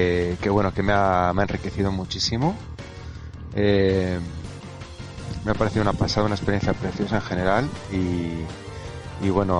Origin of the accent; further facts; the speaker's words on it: Bilbao, Basque Country, Spain; yo tengo pensado ya en septiembre volver a Bilbao, volver a mi tierra.